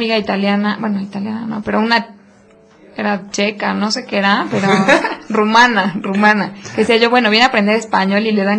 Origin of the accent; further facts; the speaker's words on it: Puebla, Mexico; porque pues yo también soy de Puebla y vivo acá con mis papás, ¿no?